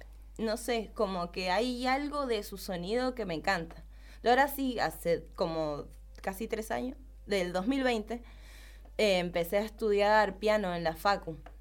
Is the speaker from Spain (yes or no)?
no; Buenos Aires, Argentina; yo soy de allá de Buenos Aires